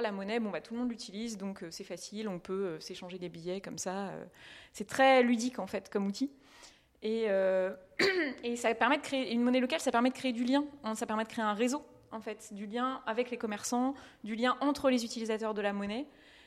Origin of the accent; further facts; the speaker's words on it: Saint-Brieuc, Brittany, France; Oui, donc je suis originaire de Saint-Brieuc